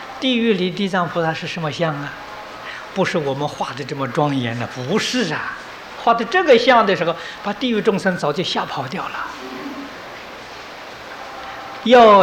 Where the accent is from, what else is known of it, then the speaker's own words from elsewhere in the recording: Taiwan; 今天我们台湾人的生活比大陆同胞生活过得好得太多太多了。